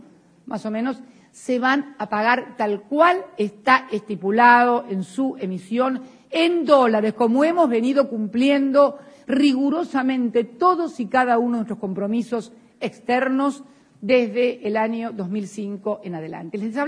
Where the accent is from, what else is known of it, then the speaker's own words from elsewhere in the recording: Argentina; Soy morocha argentina. Soy morocha argentina. Orgullosamente morocha. Orgullosamente morocha y argentina.